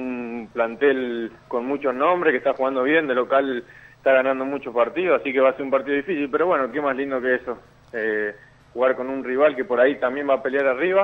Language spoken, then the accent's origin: Spanish; Mendoza, Argentina; born there; now in Buenos Aires, Argentina; siempre va a ser especial, porque es mi tierra, ¿no? Donde nací, donde empecé a jugar la pelota